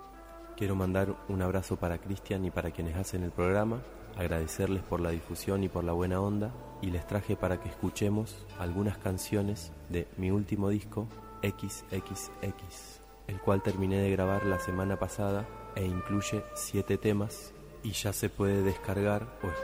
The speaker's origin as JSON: {"language": "Spanish", "town": "Santa Rosa", "region": "La Pampa", "country": "Argentina", "tie": "born or raised there", "moved": "as an adult", "lives_now": "Bahía Blanca, Argentina", "said": "actualmente vivo a través de la música en la ciudad de Bahía Blanca. Hace 10 años vine de Santa Rosa, La Pampa, lugar donde crecí."}